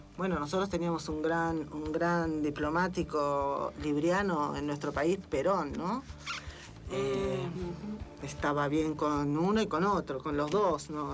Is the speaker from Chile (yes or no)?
no; Argentina; Nosotros como argentinos tenemos ascendente en Libra